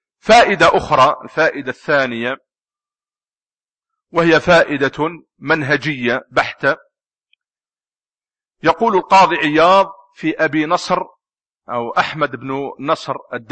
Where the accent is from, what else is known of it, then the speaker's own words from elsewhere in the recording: Algeria; من بين الناس الذين رووا الصحيح في بلدنا الجزائر